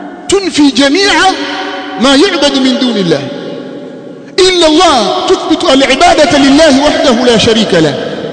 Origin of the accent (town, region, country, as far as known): Tanzania